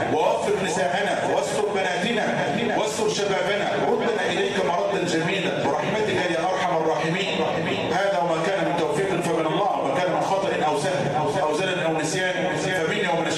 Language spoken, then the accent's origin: Arabic; Egypt; اللهم اجعل بلدنا مصر أمنا أمانا سخاء رخاء